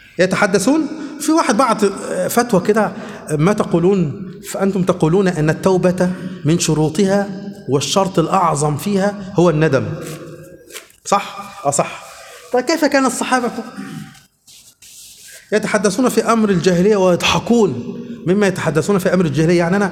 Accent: Luxor, Luxor Governorate, Egypt; انا دلوقتي من الاقصر

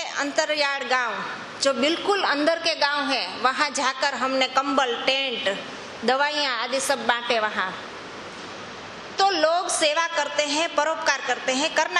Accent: Junagadh, Gujarat, India; अभी मैं जूनागढ़ की रहने वाली हूँ, वहाँ गिरनार पर्वत है, उसकी परिक्रमा होती है।

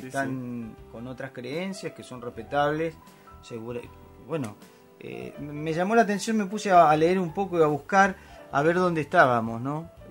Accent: Argentina; Viste que nos quedábamos con 40 millones, que somos los argentinos, sí

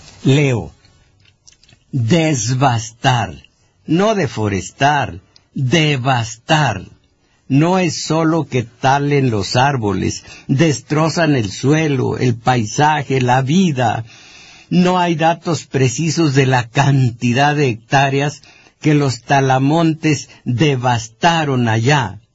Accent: Mexico; no 120 millones de átomos que somos los mexicanos

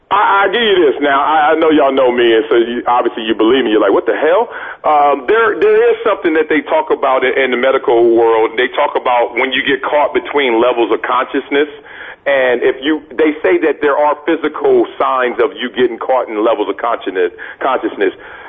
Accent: Compton, California, United States; Not going against Jonathan Ogden, not playing in the NFL, not growing up in Compton.

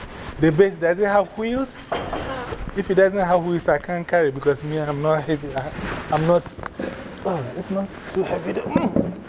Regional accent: Ghana; I'm the one from Ghana.

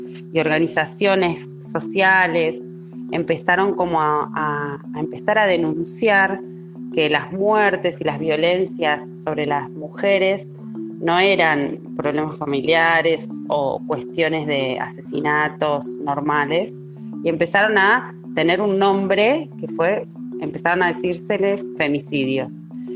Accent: Argentina; soy argentina, vivo en Buenos Aires y trabajo hace muchos años en centros comunitarios de acá del conurbano bonaerense.

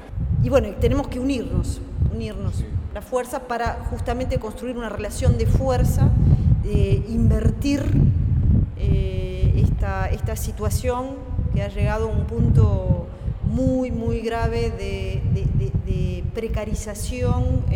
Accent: France; Spanish is a second language; yo vengo de Francia

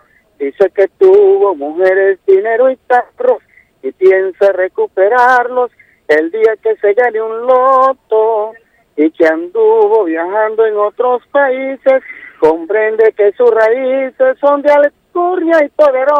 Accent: Calabozo, Guárico, Venezuela; Hay un compromiso social con el pueblo de Calabozo, hay un compromiso social con mi tierra natal, con mi estado Guárico.

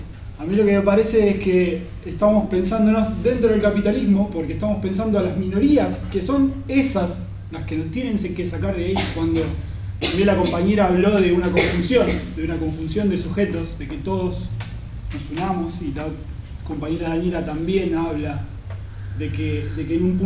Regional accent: Argentina; Y nosotros hablamos como argentinos

